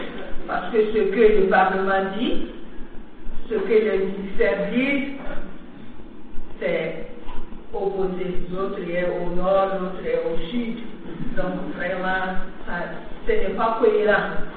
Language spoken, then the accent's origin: French; Burkina Faso; Je suis du Burkina Faso, je suis productrice